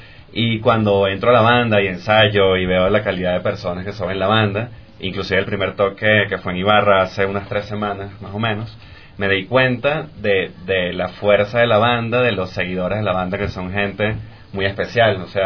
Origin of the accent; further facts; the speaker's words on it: Venezuela; now in Quito, Ecuador; Yo vengo de Venezuela. Sinceramente, me mudé a Guayaquil, estuve allá viviendo un par de años, mudé para Quito hace como 2 meses más o menos